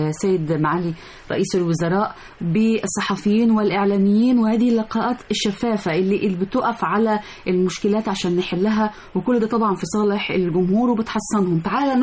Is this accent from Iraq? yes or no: no; Egypt; واجهة أيضا مشرفة نتباهى بها كمصريين وكمان برا مصر كمان.